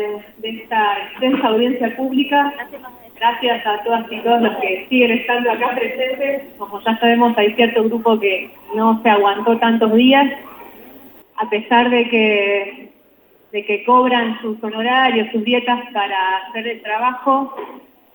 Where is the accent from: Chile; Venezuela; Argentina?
Argentina; Capilla del Monte, Córdoba; vengo de Capilla del Monte